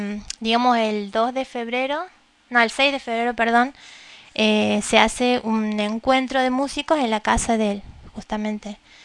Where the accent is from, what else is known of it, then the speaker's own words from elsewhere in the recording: Jujuy, Argentina; yo soy jujeña